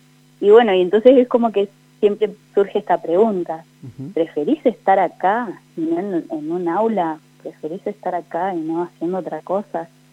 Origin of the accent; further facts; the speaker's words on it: Victorica, La Pampa, Argentina; yo tengo 31 años, soy de Victorica, pero hace 13 años que vivo acá en Santa Rosa. Vine a estudiar otra carrera, me recibí de profesora de biología.